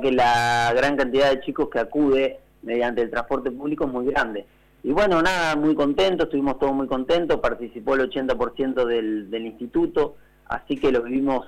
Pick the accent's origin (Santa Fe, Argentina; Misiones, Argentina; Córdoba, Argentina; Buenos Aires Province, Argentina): Buenos Aires Province, Argentina; Cañuelas; Yo digo a los chicos porque yo soy de Cañuela, sí.